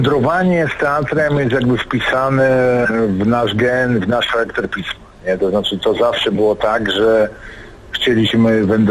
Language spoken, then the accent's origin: Polish; Legnica, Lower Silesian Voivodeship, Poland; now in Rzeszów, Poland; znaczy jestem w Rzeszowie, ale jestem z Legnicy.